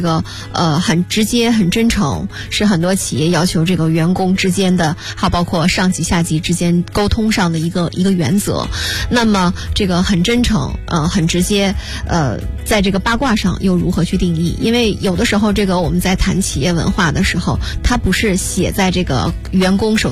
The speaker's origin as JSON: {"language": "Chinese", "region": "Northeast China", "country": "China", "said": "就是磨叽，用我们东北人话就太磨叽了。"}